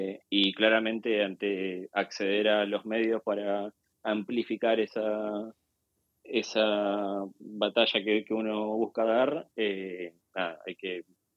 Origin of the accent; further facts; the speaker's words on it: Argentina; de idiosincrasia argentina que está presente en mi trabajo. Sobre todo lo siento en que creo que como argentinos tenemos mucho más incorporado lo que es pensarnos como personas y como actores políticos